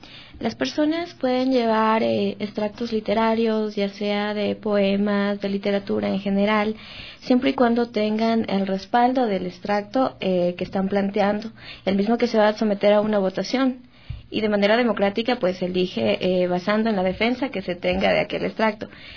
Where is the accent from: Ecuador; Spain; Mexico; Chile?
Ecuador; por el contexto económico, político y social que tenemos nosotros pues como ecuatorianos.